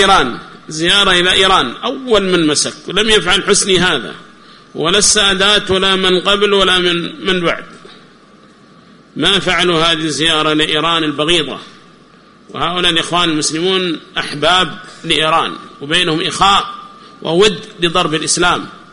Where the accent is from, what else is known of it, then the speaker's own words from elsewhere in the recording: Yemen; الذين يسمون عندنا في اليمن بحزب الإصلاح